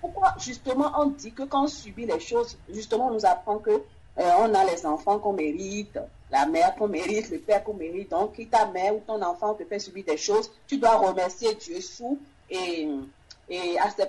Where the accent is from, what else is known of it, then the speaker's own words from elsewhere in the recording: Benin; now in France; Dès que j'ai quitté le Bénin pour la France, les choses se sont empirées dans ma famille.